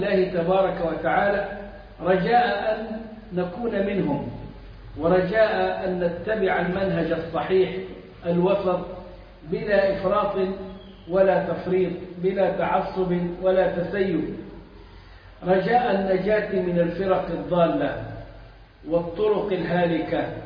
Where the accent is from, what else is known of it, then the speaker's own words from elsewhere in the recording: Egypt; إحنا عندنا في مصر الخطبة والدرس